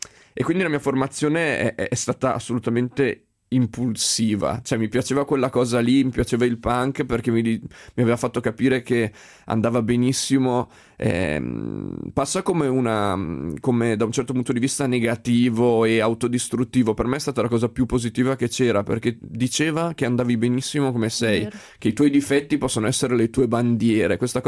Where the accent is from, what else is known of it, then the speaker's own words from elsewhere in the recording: Emilia-Romagna, Italy; Poi io sono emiliano, devo dire che da quelle parti è davvero molto forte